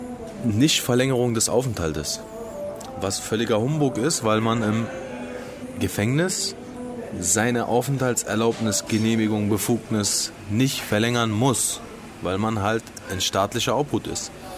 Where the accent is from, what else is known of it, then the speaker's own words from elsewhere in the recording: Berlin, Germany; accent: Berlinerisch; Also kann auch sein, dass meine Muttersprache Berlinerisch ist, weiß ich jetzt nicht genau, aber... Nee. Also ich denke Deutsch.